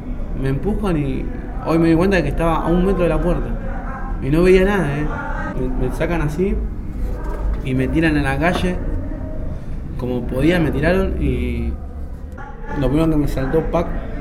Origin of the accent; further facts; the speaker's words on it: Flores, Buenos Aires, Argentina; Hoy tengo 27 años, soy de Flores